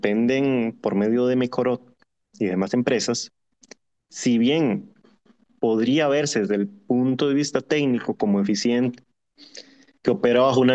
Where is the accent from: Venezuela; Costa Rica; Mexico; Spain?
Costa Rica; Como costarricense sé que mi tierra es bastante bendecida